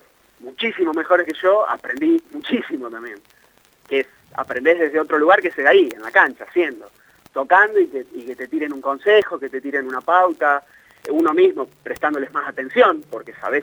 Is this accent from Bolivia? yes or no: no; Argentina; Soy argentino